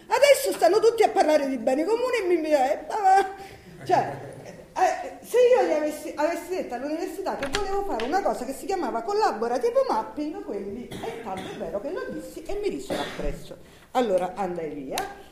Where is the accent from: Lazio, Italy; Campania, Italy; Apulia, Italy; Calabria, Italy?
Campania, Italy; Allora, io sono napoletana, si capisce, no?